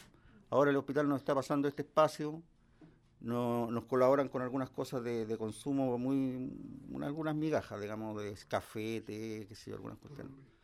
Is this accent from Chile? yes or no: yes; Quilpué, Valparaíso, Chile; el pasaje de donde yo vengo, que es de Quilpué, que es una ciudad que queda al lado de Viña